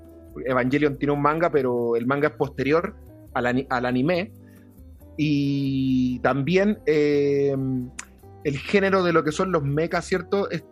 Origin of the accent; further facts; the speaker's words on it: La Serena, Coquimbo, Chile; en Serena, mi ciudad de origen, había pocos lugares como en esa época